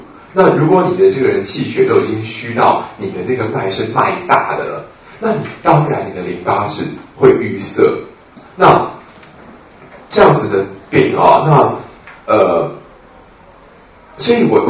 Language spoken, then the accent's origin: Chinese; Taiwan; 尤其是我们台湾人啊，真的是全世界的这个父子最大消费者之一啊